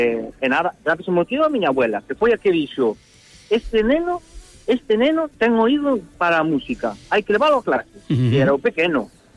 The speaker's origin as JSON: {"language": "Galician", "region": "Galicia", "country": "Spain", "said": "Pero eu xa sempre digo, mira, eu non vou dicindo por aí que son galego porque non me gusta presumir."}